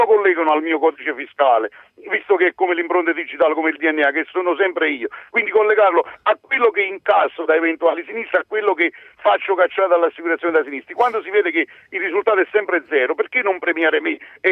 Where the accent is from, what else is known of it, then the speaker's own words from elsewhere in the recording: Campania, Italy; sono nato e cresciuto nella provincia di Napoli